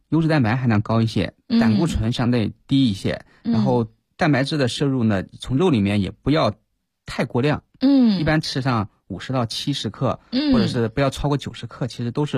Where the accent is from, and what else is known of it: China